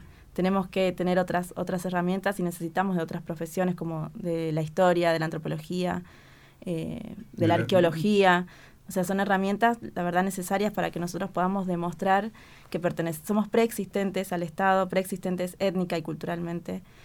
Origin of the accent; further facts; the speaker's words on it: Jujuy, Argentina; born there; todo el tiempo en Jujuy, que es la provincia donde yo nací, hay mucho negacionismo.